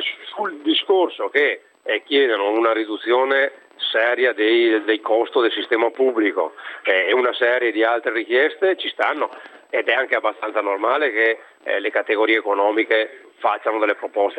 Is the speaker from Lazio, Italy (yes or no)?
no; Verona, Veneto, Italy; io sono veronese, veneto, padano, italiano, europeo